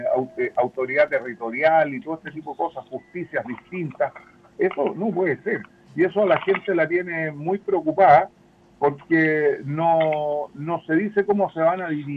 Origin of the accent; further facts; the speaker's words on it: Chile; la inmensa mayoría, todos somos chilenos